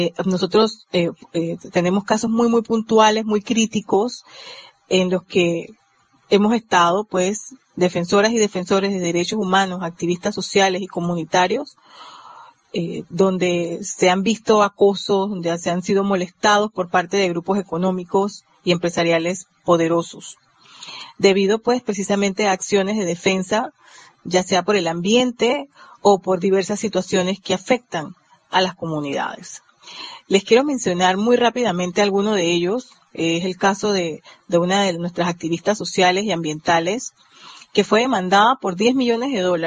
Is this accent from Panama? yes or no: yes; Panama; somos parte de la red de derechos humanos en nuestro país, acá en Panamá